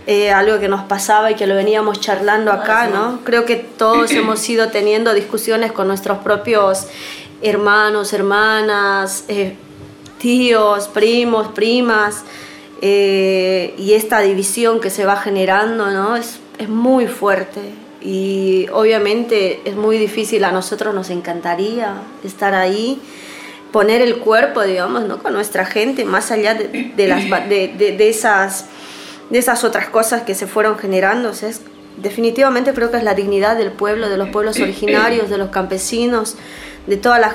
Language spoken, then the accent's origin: Spanish; Bolivia; sino es mi tierra, es el lugar donde nací, donde crecí, y que pasen estas cosas son muy jodidas.